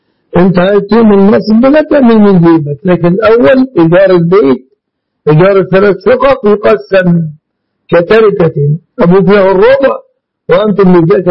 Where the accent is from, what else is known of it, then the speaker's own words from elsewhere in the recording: Egypt; مننا كمصريين